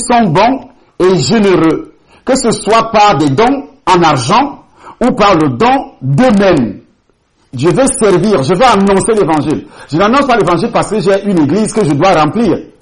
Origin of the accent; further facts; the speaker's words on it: Cameroon; born there; avant d'arriver au Cameroun, je suis né au Cameroun, j'ai commencé à travailler dans ce pays